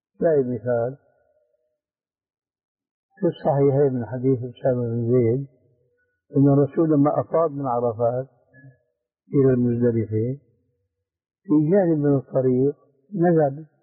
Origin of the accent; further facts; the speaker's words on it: Syria; يسموه عندنا بالشام برزان بوق العسكري هذا الأصيل